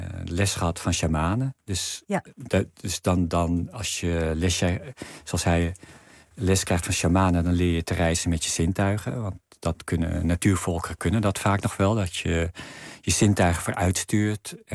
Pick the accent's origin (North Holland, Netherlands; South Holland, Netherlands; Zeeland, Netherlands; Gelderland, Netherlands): North Holland, Netherlands; Ik kom uit de Zaanstreek.